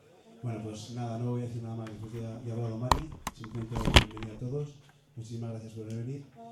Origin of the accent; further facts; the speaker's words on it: Sigüenza, Castilla-La Mancha, Spain; teníamos muchas ganas, yo sobre todo, de venir aquí a tocar en mi pueblo.